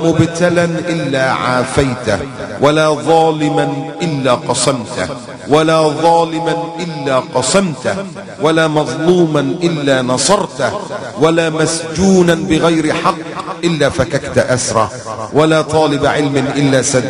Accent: Egypt; وعندنا في مصر بنيين كنايس

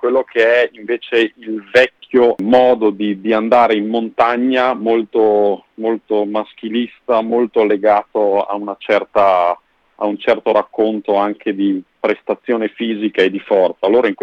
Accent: Bolzano, Trentino-Alto Adige, Italy; perché io sono di Bolzano

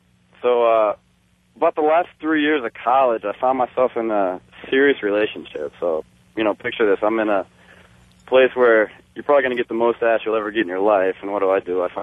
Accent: Midwest, United States; now in California, United States; and I'm from the Midwest, by the way, so an offer out here in California comes up

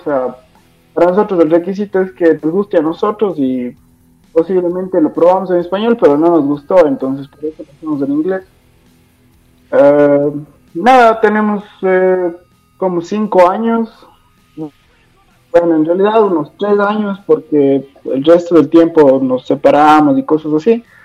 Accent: Ecuador; somos de Ecuador y como todos saben, acá es tercer mundo, ¿no?

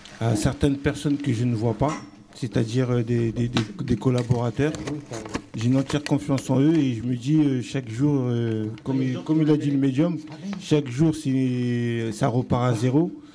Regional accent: Burkina Faso; also born or lived in Congo / Guinea; Moi, je suis originaire du Burkina Faso, du Congo et de la Guinée. Plusieurs pays, c'est un mélange.

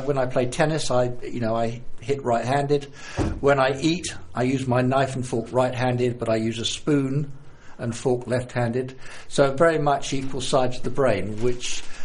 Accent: London, United Kingdom; also born or lived in Cyprus / Croydon; No, I was born... I'm from South London.

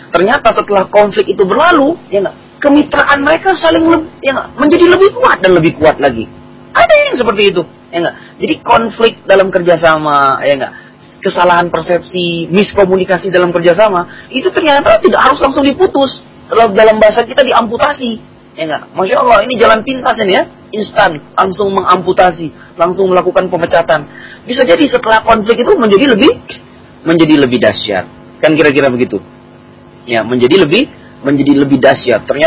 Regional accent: Makassar, South Sulawesi, Indonesia; dia asalnya dari Kalimantan, saya asalnya dari Makassar, kan begitu.

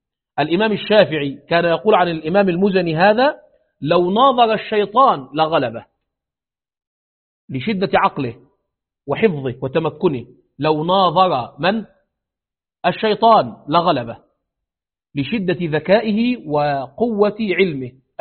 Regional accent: Egypt; لأنه عندنا في مصر من قديم هذا عندنا الأربعة مذاهب

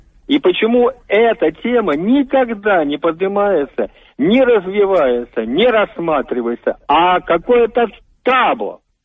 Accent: Moscow, Russia; Мне 65 лет … я москвич коренной.

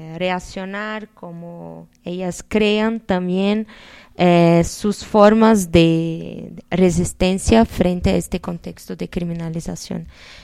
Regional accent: Brazil; now in Mexico; yo soy de Brasil y estoy acá haciendo una estancia de doctorado en la UNAM

